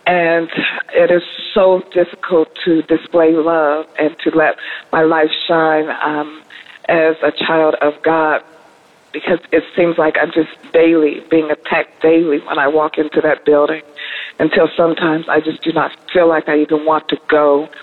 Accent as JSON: {"language": "English", "region": "Colorado", "country": "United States", "said": "I'm from Colorado."}